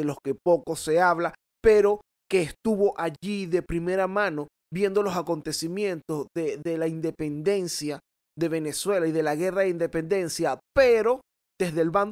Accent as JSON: {"language": "Spanish", "country": "Dominican Republic", "said": "como decimos allá en mi país, vale, en la hermosa República Dominicana."}